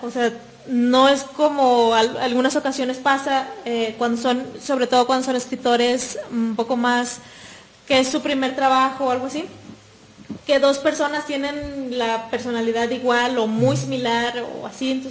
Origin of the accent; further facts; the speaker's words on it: Monterrey, Nuevo León, Mexico; now in Guadalajara, Mexico; Yo vengo de Monterrey y tengo poco viviendo aquí en Guadalajara.